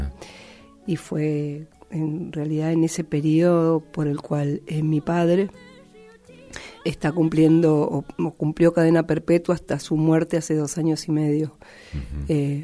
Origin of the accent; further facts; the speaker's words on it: General Alvear, Mendoza, Argentina; also born or lived in Uspallata; Bueno, mendocina. En realidad soy alvearense.